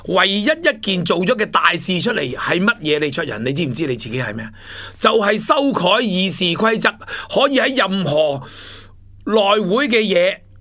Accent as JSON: {"language": "Cantonese", "country": "Hong Kong", "said": "我哋香港人未面对过"}